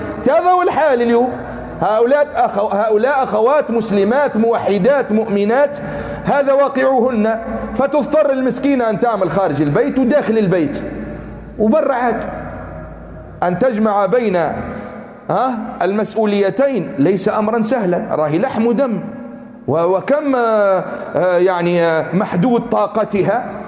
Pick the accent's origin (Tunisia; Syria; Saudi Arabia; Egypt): Tunisia; اعتدنا في بعض المناطق عندنا في تونس يوم العيد تهدى المرأة هدية يسموها هدية الماء والملح